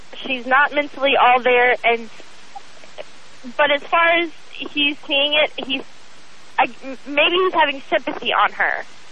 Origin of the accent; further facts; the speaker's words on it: Florida, United States; I'm from there. I'm from Florida, spent some time in Tallahassee